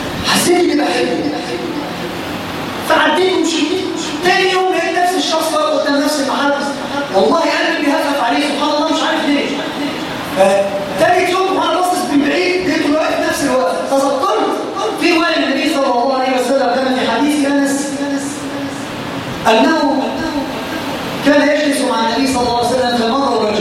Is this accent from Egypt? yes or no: yes; Egypt; ما بقتش موجوده بالذات فينا كمصريين